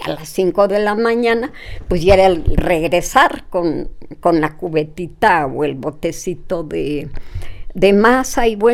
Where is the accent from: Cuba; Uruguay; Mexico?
Mexico; State of Mexico; also born or lived in Chignahuapan, Puebla; Yo nací en Chignahuapan, Puebla. No lo conozco, muy niña. Siendo muy, muy pequeña, mi mamá se fue a vivir al Estado de México. Y pues ahí estuve algún tiempo en el Estado de México.